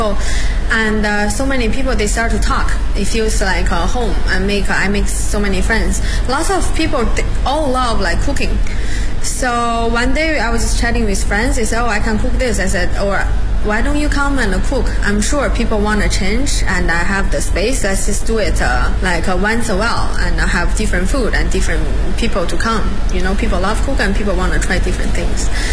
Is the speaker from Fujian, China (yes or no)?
no; Beijing, China; English is a second language; I live in Hutong like for 10 years and I'm from Beijing.